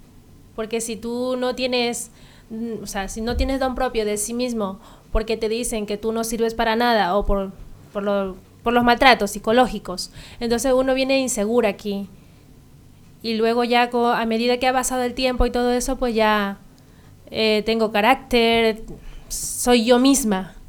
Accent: Martos, Andalusia, Spain; now in Ibiza, Spain; me vine yo de Martos a Ibiza, porque no, en principio a mí no me gustaba ese pueblo, ni la gente, ni nada, pero cuando ya vine a Ibiza

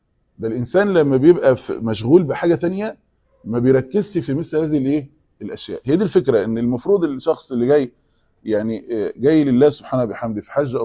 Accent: Egypt; عندنا في مصر

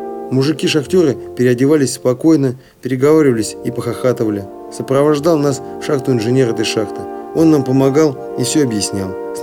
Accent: Siberia, Russia; только тогда, когда выехал в шахтерский город в 100 километрах от областного центра, то есть от моего родного города

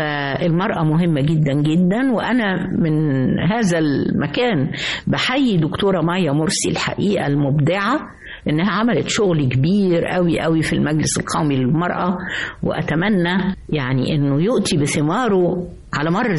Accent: Egypt; أنا مصرية حتى النخاعة، ولا أستطيع أن أنا أبعد عن مصر إلا لعمل وأرجع جري

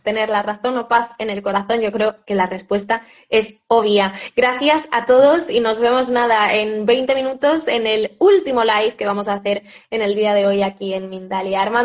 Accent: Spain; Un gusto también que estés en España, en mi país

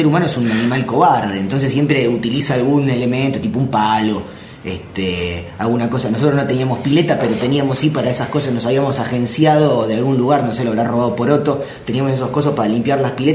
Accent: Buenos Aires, Argentina; Bueno, yo soy mi familia, yo soy porteño, pero mi familia es de un pueblo bonaerense, un pequeño pueblo bonaerense, a la vera del campo

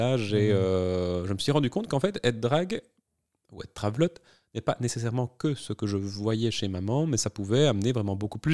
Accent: Liège, Wallonia, Belgium; moved away as an adult; now in Brussels, Belgium; je suis liégeois, j'ai emménagé à Bruxelles dans le cadre de mes études en 2009.

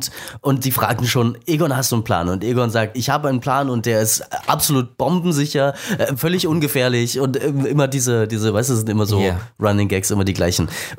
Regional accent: Saxony, Germany; Ich bin in Sachsen groß geworden.

